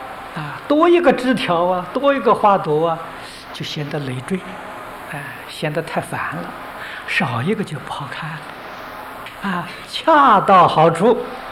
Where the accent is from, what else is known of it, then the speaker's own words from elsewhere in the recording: China; 你看我们中国人喜欢呢吊这个风铃，啊，风铃是金属做的